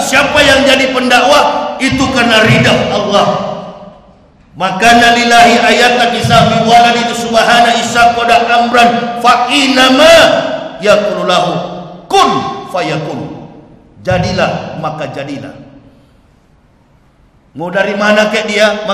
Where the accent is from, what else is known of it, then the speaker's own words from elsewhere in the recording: Manado, North Sulawesi, Indonesia; kampung halaman saya, Manado, Sulawesi Utara.